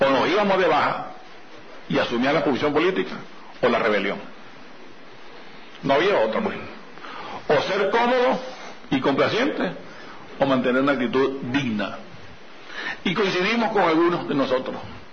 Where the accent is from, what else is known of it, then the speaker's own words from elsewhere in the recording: Venezuela; Y uno viene de esos pueblos. Yo vengo de Bocaro Alto, yo vengo de esos montes donde hubo represión y hubo guerrilla y hubo enfrentamientos